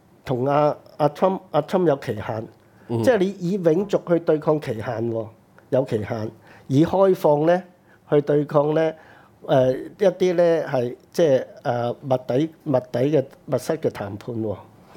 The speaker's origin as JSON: {"language": "Cantonese", "country": "China", "said": "我哋中國人，我係一個咧永族噶嘛。"}